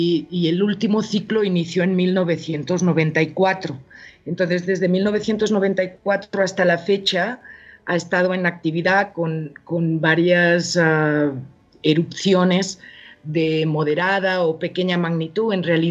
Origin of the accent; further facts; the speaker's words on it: Girona, Catalonia, Spain; also born or lived in El Salvador; now in Mexico; catalana, de Girona. Uh-huh. … pues vivo en México ahora ya desde hace 13 años y otros 6 antes en El Salvador, entonces ya... Bueno, llevo como casi 20 años por estos rumbos, ¿no? Por Latinoamérica.